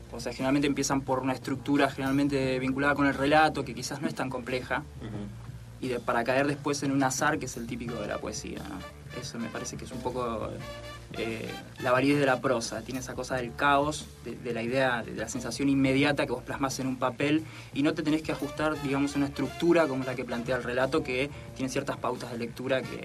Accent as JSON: {"language": "Spanish", "town": "Trenque Lauquen", "region": "Buenos Aires Province", "country": "Argentina", "said": "me volví a mi pueblo, yo soy de Trenquelauquen"}